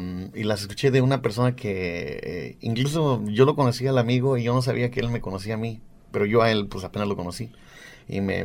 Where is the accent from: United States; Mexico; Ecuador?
Mexico; Son mexicanos tradicionales, mexicanos que nosotros nacimos y crecimos en México y venimos de México.